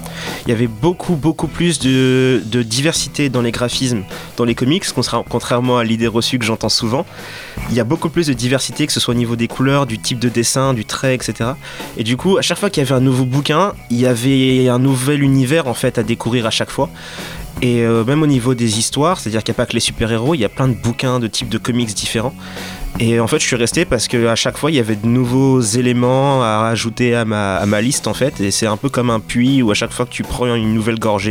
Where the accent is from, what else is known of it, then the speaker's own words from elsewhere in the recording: Dakar, Senegal; parce qu'en fait, j'ai grandi à Dakar. Mmh. Et Dakar, donc la capitale du Sénégal, niveau comics papier, c'était pas tellement ça en fait.